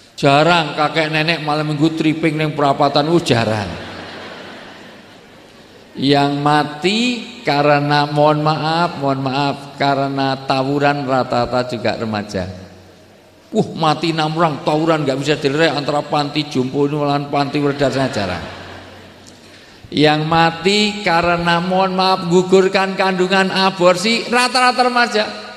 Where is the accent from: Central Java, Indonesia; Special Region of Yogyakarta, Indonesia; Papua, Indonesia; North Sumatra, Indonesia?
Special Region of Yogyakarta, Indonesia; Yogyakarta; Karena saya orang Jogja, di dalam tradisi Jawa, orang tua disebut sepuh.